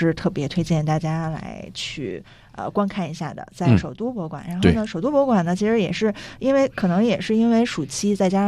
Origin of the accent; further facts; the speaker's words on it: China; 就是我们中国人还是喜欢对称的美